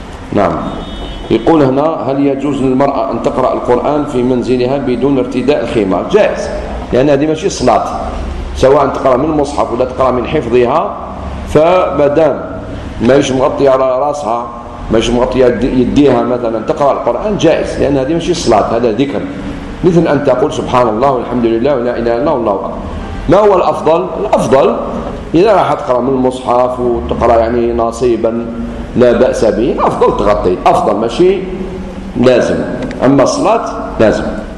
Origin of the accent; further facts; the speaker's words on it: Algeria; عاشوراء عندنا في الجزائر في هذه السنة يوم السبت